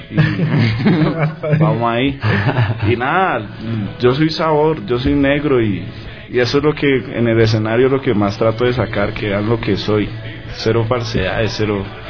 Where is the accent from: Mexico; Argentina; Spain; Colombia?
Colombia; now in Ecuador; Soy colombiano, entonces así que vamos a probar más raíces acá, por este lado.